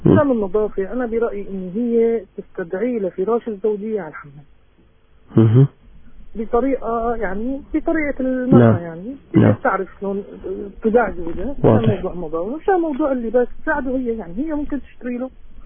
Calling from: Aleppo, Aleppo Governorate, Syria

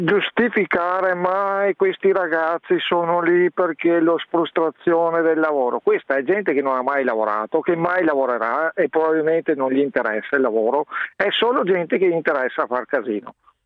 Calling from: Vicenza, Veneto, Italy; Allora, io non sono da Milano, sono da Vicenza.

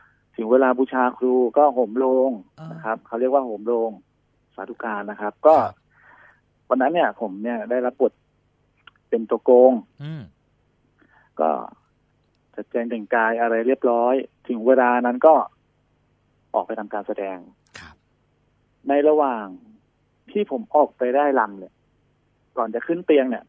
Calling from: Bangkok, Thailand; ตลาดพลูครับ

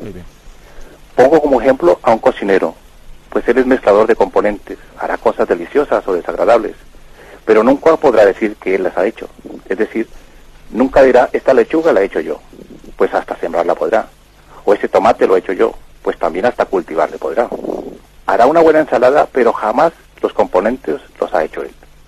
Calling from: Catalonia, Spain; de Parafluyer, en Gerona.

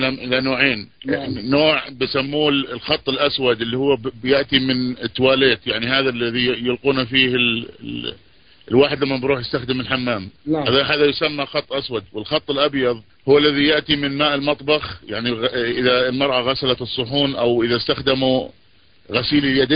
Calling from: United States; في إشكال يعني موجود في عندنا في الولايات المتحدة وموجود في الشرق الأوسط

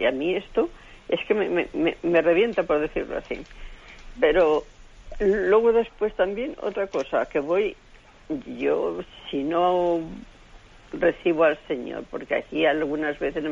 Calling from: Madrid, Community of Madrid, Spain; soy de aquí de Madrid.

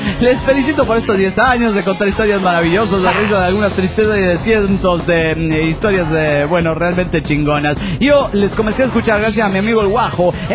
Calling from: Santa Fe, Argentina; de Santa Fe, República Argentina.

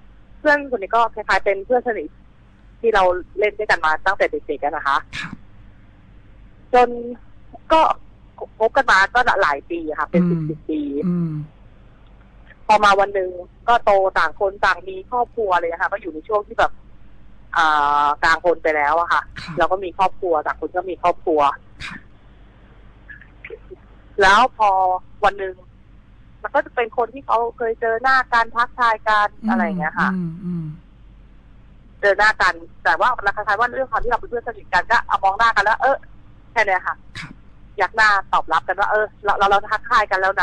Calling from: Bangkok, Thailand

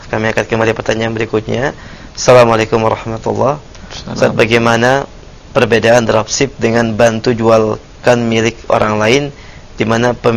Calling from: Riau, Indonesia; Saya dari Maini di Riau.

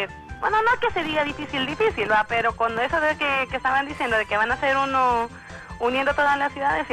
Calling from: Tegucigalpa, Francisco Morazán, Honduras; De aquí de Tegucigalpa

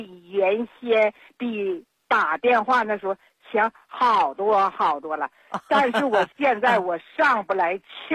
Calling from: Nehe, Heilongjiang, China; 我是黑龙江省讷河市的朋友。

